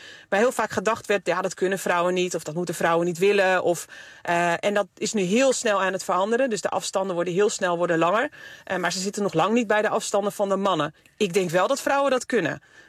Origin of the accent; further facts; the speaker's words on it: Netherlands; als je daar als Nederlander onderdeel van mag zijn, dat is echt fantastisch.